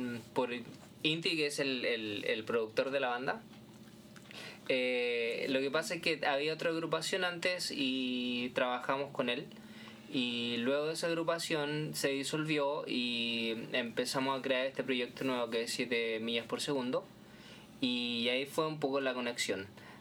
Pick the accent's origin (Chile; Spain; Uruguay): Chile; now in New York, United States; soy chileno. Llevo bastante años acá, residiendo acá en Nueva York.